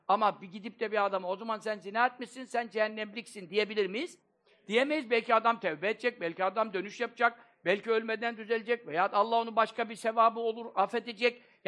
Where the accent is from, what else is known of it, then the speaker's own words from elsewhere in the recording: Black Sea Region, Turkey; Ben Karadenizliyim